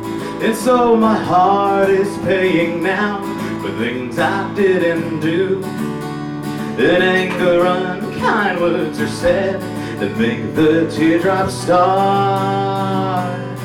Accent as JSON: {"language": "English", "town": "Staten Island", "region": "New York", "country": "United States", "tie": "born or raised there", "said": "As Dennis said, I'm from Stapleton, born and raised on Jackson Street."}